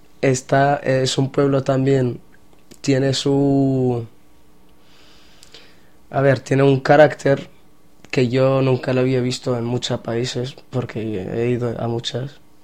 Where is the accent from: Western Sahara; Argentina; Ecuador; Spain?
Western Sahara; que somos saharauis y somos del Sahara, pero del Sahara marroquí